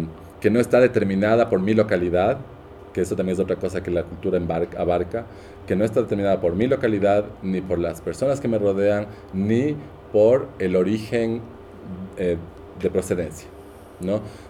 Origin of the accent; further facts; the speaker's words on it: Quito, Pichincha, Ecuador; yo soy ecuatoriana, yo soy quiteña, de San Blas, de esta familia